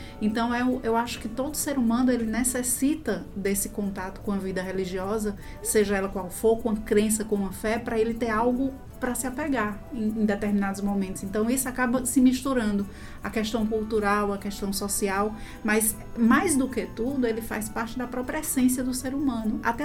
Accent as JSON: {"language": "Portuguese", "town": "Crato", "region": "Ceará", "country": "Brazil", "tie": "born there", "said": "eu nasci no Crato, na verdade, Crato, né? Verdade. Sou filha do Crato, que foi onde nasceu o Padre Cícero."}